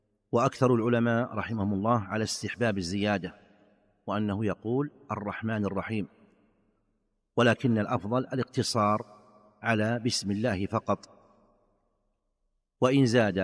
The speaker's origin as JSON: {"language": "Arabic", "country": "Saudi Arabia", "said": "فمثلا عندنا في المملكة العربية السعودية الوقت ما بين المغرب والعشاء"}